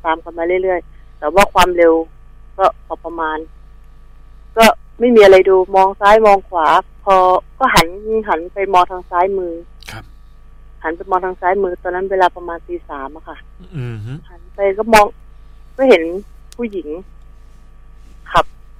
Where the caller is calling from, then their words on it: Phra Pradaeng, Samut Prakan, Thailand; มาอยู่สมุทรปราการค่ะพระประแดง